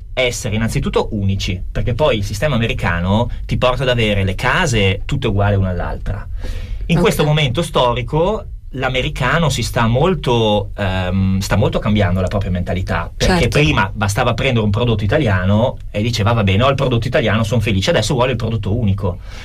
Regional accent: Vicenza, Veneto, Italy; also born or lived in Milan; Allora, io vengo da una terra più nebbiosa, che tu ben conosci in quanto siamo entrambi di Vicenza.

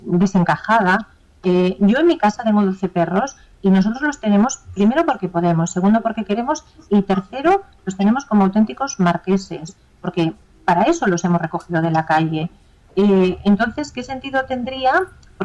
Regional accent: Spain; es cierto que siempre somos españoles

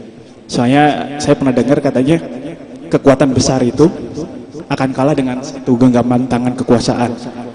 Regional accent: Kuningan, West Java, Indonesia; saya kebetulan dari Kuningan, Jawa Barat.

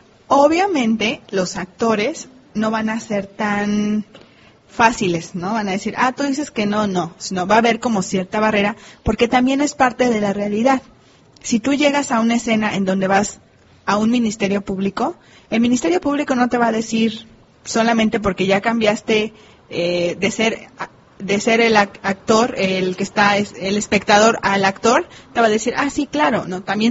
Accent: Mexico; nosotros, como mexicanos, tenemos bien insertado ese chip

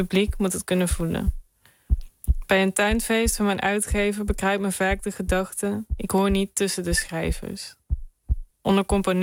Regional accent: North Brabant, Netherlands; ik ben een Brabander in hart en nieren. En ja, sinds kort ook Belg, sinds een jaar.

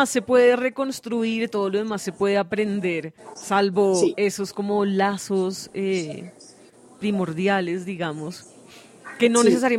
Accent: Ecuador; moved away as an adult; now in Bogotá, Colombia; yo nací acá en Bogotá, pero siendo muy pequeña con mi familia nos fuimos para Ecuador y cuando me gradué del colegio, pues me devolví a Bogotá separándome entonces de mi mamá y mi papá.

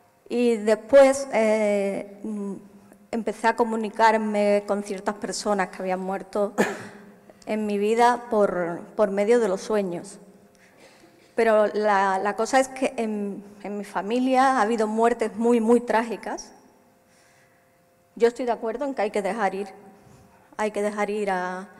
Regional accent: Huelva, Andalusia, Spain; por tanto, soy de Huelva

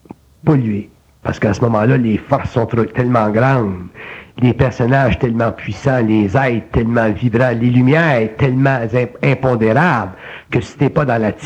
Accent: Quebec, Canada

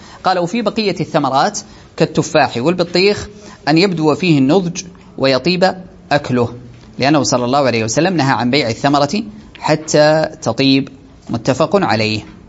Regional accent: Saudi Arabia; هذه عندنا في السعودية نأخذها من فوق

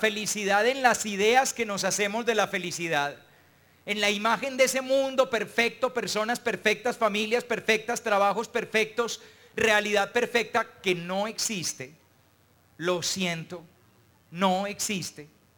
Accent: Antioquia, Colombia; Hombre, yo no me había dado cuenta de eso, claro, como soy paisa. Pero es verdad, los paisas solemos decir una frase.

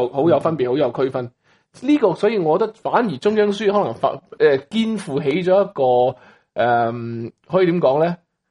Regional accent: Hong Kong; 佢哋点样形容我哋香港人？即系嗱，我都好承认，就系我已经我比我爸爸嗰代嘅英文差咗啦。

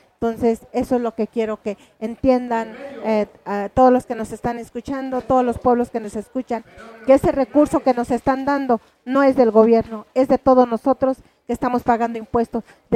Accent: Santiago Mezquititlán, Querétaro, Mexico; a Santiago Mezquititlán, de donde soy originaria

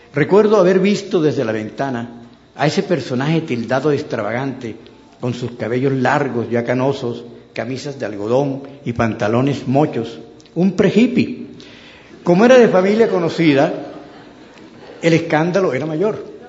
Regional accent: Santa Marta, Magdalena, Colombia; No ocurría así en mi infancia y adolescencia en Santa Marta.

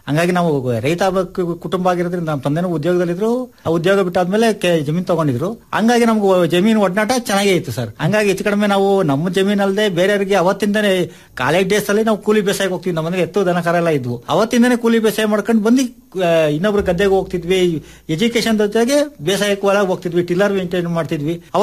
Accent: Bandarahalli, Karnataka, India; ನಾನು ಮೂಲತಃ ನಾವು ಭದ್ರಾವತಿ ತಾಲೂಕು ಬಂಡಾರಹಳ್ಳಿ ಗ್ರಾಮದವರು. ನಾವು ಹೆಚ್ಚು ಕಡಿಮೆ ಒಂದು 30 ವರ್ಷದಿಂದ ಜಮೀನು ಮಾಡ್ತಾ ಇದೀವಿ.

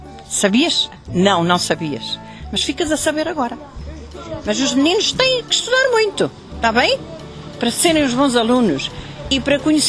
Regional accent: Oliveira do Hospital, Coimbra, Portugal; nasci cá, vivo, nasci, cresci, estudei no Colégio Brás Garcia de Mascarenhas

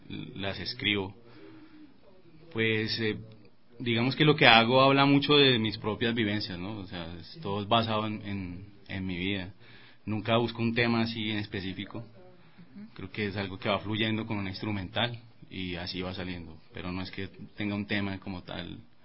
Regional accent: Bogotá, Colombia; now in Ecuador; Yo vengo de Bogotá, Colombia. Tengo más o menos 8 años viviendo aquí en Ecuador, vivo en el Valle de los Chillos.

